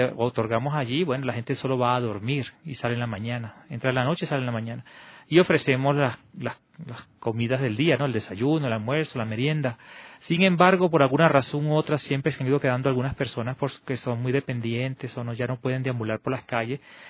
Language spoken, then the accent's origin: Spanish; Venezuela; now in Quito, Ecuador; Yo soy venezolano, ya, pero vengo en este momento de una misión que estaba realizando en el Perú, en el norte del Perú. Y ahora, por mi superior, he sido también designado a apoyar acá en el albergue San Juan de Dios, aquí en Quito.